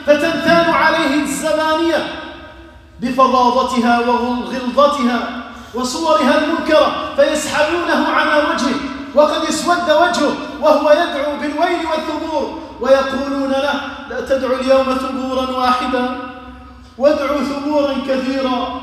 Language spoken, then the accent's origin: Arabic; Algeria; اللهم احفظ بلدنا الجزائر